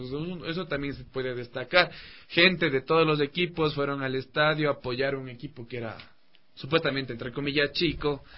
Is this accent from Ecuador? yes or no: yes; Ecuador; No, y de hecho creo que en las circunstancias difíciles uno como ecuatoriano se une.